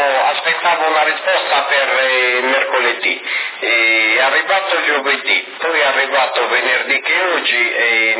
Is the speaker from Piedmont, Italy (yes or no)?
no; Sassari, Sardinia, Italy; Beh, penso proprio di sì, io sono sassarese in chiave proprio.